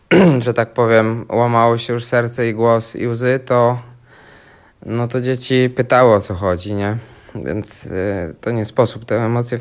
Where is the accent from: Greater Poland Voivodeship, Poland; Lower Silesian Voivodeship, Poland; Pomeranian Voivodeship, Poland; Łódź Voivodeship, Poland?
Lower Silesian Voivodeship, Poland; Wrocław; My mieszkamy tam od 3 lat. Ja jestem wrocławianinem. W 97 układałem worki na Biskupinie, bo tam mieszkałem.